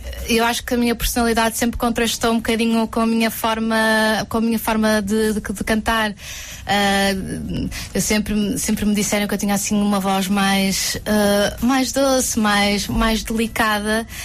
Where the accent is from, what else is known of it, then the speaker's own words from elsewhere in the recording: Porto, Norte, Portugal; now in Lisbon, Portugal; Olha, nasci no Porto, os meus pais...